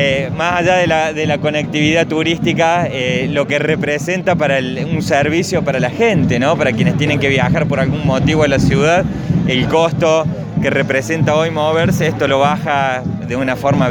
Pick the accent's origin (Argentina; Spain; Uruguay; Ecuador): Argentina; Córdoba; todos los que somos del norte de Punilla